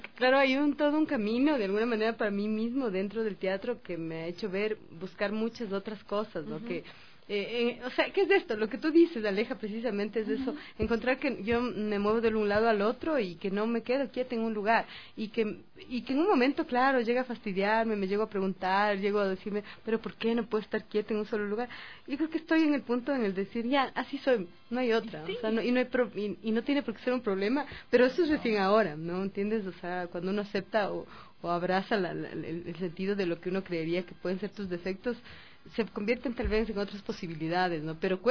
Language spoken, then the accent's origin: Spanish; Chimborazo, Ecuador; yo vengo de Chimborazo y vengo directamente de una familia que mi papá hablaba quichua, mi abuelita hablaba quichua, que venían de una hacienda de Guamote, que mi mamá era ribambeña, pero mi papá no